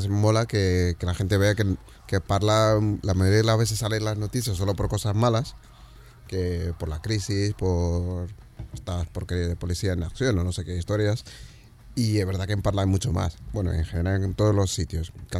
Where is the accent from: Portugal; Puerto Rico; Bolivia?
Portugal; Lisbon; Spanish is a second language; also born or lived in Cape Verde; yo vivía en Lisboa. Es verdad que no soy un portugués al uso tampoco, por la parte esta de migración. Claro, yo en realidad nací en Cabo Verde. Parte de mi familia es africana.